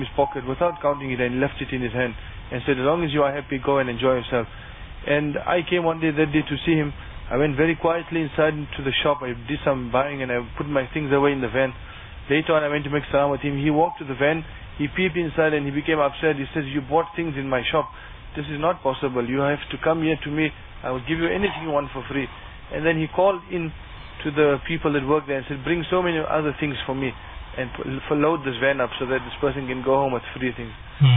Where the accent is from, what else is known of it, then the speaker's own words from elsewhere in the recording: Bethal, Mpumalanga, South Africa; I'm from Bethal.